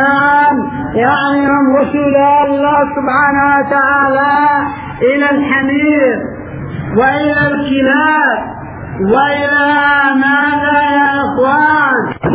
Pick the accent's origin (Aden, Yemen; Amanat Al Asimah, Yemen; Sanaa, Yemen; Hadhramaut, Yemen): Hadhramaut, Yemen; فلا نذهب بعيدا هنا عندنا في حضرموت في الغوطة